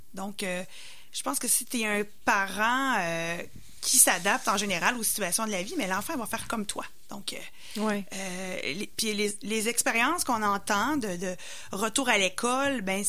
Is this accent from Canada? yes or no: yes; Bellechasse, Quebec, Canada; Donc, moi, je suis de Bellechasse.